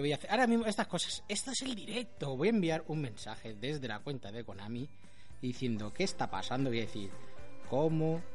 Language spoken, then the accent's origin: Spanish; Rubí, Catalonia, Spain; Coño, que soy de Rubí, que voy a buscarte